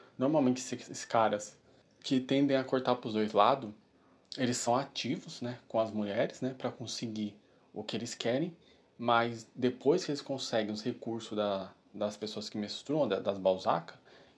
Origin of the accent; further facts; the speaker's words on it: Brazil; Nós, que somos brasileiros, a gente consegue ver isso na nossa sociedade com muita facilidade